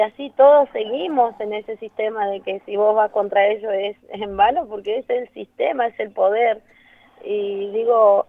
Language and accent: Spanish; Neuquén, Argentina; Como digo, yo soy de pueblo, de Neuquén, a 130 kilómetros, y es todo nuevo para mí.